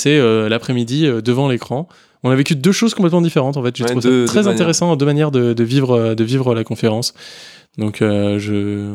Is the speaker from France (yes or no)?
yes; France; Bon, allez, vas-y, on a le droit de bâcher, on est des Français.